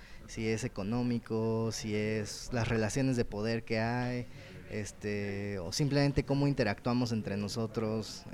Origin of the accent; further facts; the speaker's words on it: Mexico; en México pues tenemos esta identidad de soy mexicano y ya, ¿no?